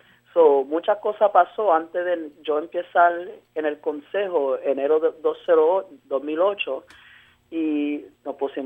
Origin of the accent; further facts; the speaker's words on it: Puerto Rico; Yo soy puertorriqueño.